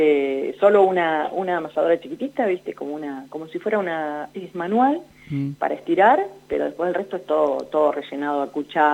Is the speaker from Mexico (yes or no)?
no; Winifreda, La Pampa, Argentina; voy a Santa Rosa y tengo conocidos que les llevo pastas, y voy a Winifreda, a mi pueblo, y también llevo